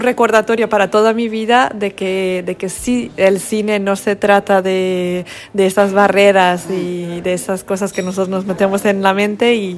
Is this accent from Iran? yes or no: yes; Iran; now in Spain; yo soy de Irán y llevo 7 años viviendo en España, pero nunca he sentido tanto en casa como en Asturias.